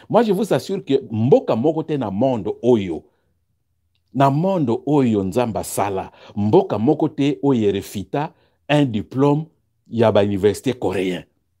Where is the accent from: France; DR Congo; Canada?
DR Congo; Voilà, parce que je suis congolais, je suis professeur.